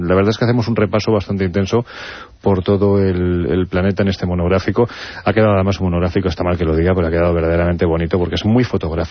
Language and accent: Spanish; Andalusia, Spain; yo soy andaluz.